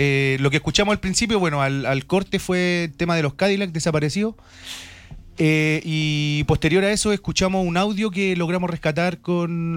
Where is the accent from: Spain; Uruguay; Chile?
Chile; Santiago, Santiago Metropolitan Region; ¿De la Caro? Hermano, yo soy de la Caro.